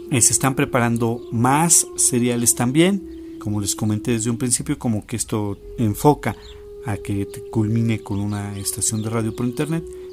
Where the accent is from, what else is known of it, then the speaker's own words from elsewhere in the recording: Mexico; Quiero mandarle un saludo a todos ustedes que nos escuchan aquí en mi país, México